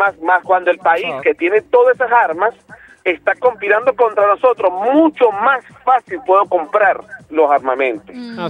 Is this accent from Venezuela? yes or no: yes; Venezuela; uno, como venezolano